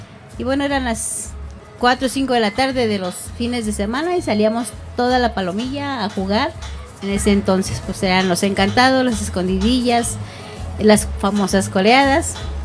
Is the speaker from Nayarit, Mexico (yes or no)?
no; San Francisco Culhuacán, Mexico City, Mexico; also born or lived in Portales; yo no nací aquí directamente. Yo nací en Portales. Me trajeron de muy niña, yo creo que 2-3 años a vivir aquí. Así que prácticamente he vivido toda mi vida aquí. Viví en San Francisco hasta los 18 años, no, 19 años